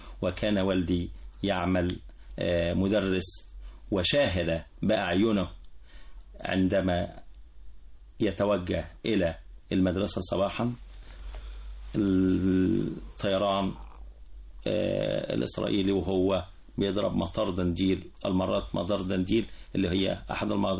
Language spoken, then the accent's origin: Arabic; Tazmant al-Gharbiya, Beni Suef Governorate, Egypt; من بني سويف أصلا، من بني سويف، وما زلت بعتز ان انا من بني سويف، بل بالاكثر من ذلك ان انا من احدى قرى مركز بني سويف، وهي قريه تزمنت الغربيه مركز بني سويف.